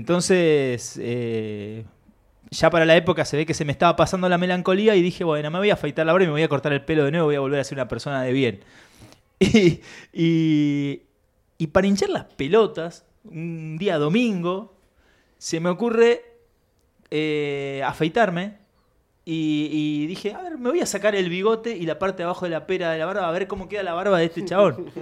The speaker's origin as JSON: {"language": "Spanish", "country": "Chile", "tie": "born there", "said": "y yo nací en Chile, maestro."}